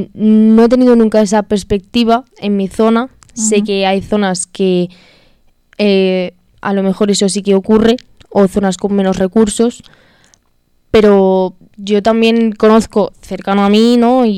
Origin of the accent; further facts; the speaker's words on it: Madrid, Community of Madrid, Spain; Bueno, yo soy de Carabanchel Bajo, prácticamente de Usera, pero vamos, la zona al final no cambia tanto.